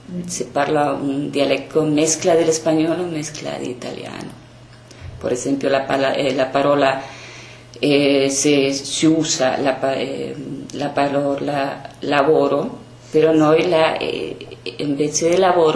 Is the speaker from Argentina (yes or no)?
yes; Argentina; dell'Argentina, però il mio nonno è venuto da Svizzera all'Argentina. Diciamo che sono una seconda generazione che ritorna alla Svizzera.